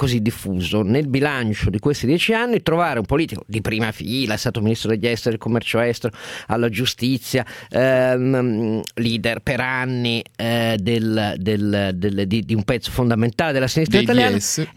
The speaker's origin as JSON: {"language": "Italian", "town": "Turin", "region": "Piedmont", "country": "Italy", "said": "sono torinese, quindi Fassino è stato anche il mio sindaco, come cittadino della città"}